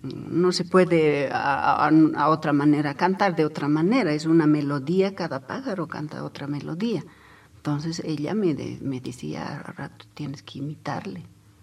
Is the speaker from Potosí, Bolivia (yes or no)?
yes; Chayanta, Potosí, Bolivia; Me trae primera vez a una ciudad que es Oruro. Venimos desde Chayanta, ¿no?